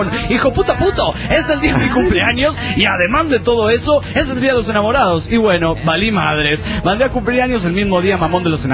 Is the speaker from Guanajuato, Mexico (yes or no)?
yes; León, Guanajuato, Mexico; Con la noticia que vienen los … a mi pueblo.